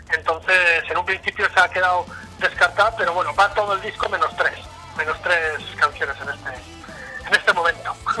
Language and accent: Spanish; Vitoria-Gasteiz, Basque Country, Spain; yo, que soy de Vitoria, pero que estoy a 90, 94 kilómetros de ahí